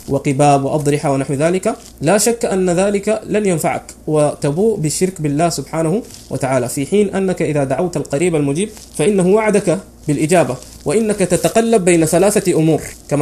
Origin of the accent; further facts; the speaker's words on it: Sudan; من أمور كثيرة منتشرة خاصة عندنا في السودان